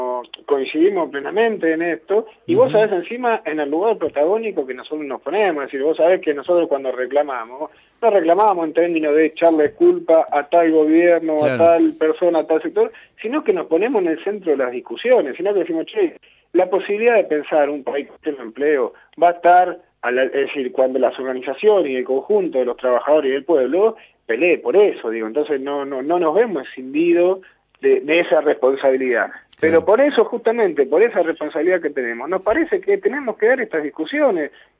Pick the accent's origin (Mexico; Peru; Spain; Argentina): Argentina; lo que nos pasa a nosotros como argentinos, como trabajadores y como parte de este pueblo